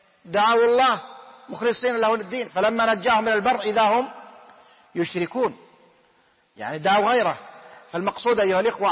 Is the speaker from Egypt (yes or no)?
no; Saudi Arabia; الحمد لله بلادنا المملكة العربية السعودية بلاد إسلام، بلاد توحيد